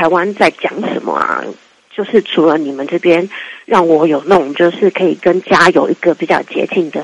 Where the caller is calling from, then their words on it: Canada; 对啊，我是从加拿大来。